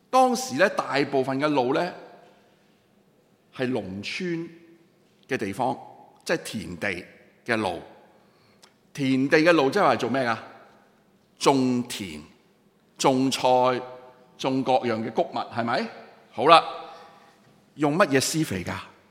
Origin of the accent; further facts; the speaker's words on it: Hong Kong; 咁你知道我哋香港人對外籍勞工嘅福利係非常之